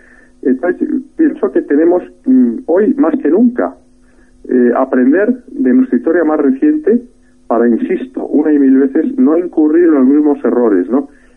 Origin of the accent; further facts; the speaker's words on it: Spain; perdemos de vista que todos somos españoles y que tenemos que trabajar en el ideal de una patria común